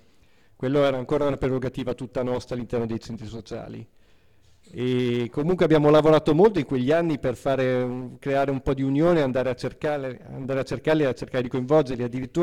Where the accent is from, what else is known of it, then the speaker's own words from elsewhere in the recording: Milan, Lombardy, Italy; quelli che facevo all'inizio, nei centri sociali, a Milano, sono di Milano, e in un periodo che ancora graffiti non se n'erano, io addirittura mi ricordo la città di Milano pulita